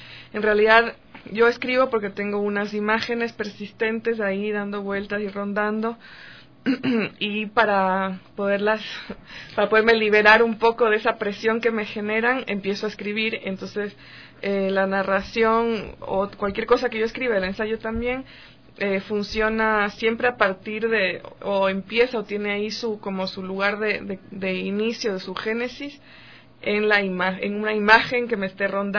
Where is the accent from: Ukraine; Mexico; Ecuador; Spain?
Ecuador; Quito, Pichincha; also born or lived in Guayaquil; Y con mi madre y mi hermana nos vinimos a Quito cuando yo tenía 8 años. O sea, crecí acá, soy totalmente quiteña de corazón.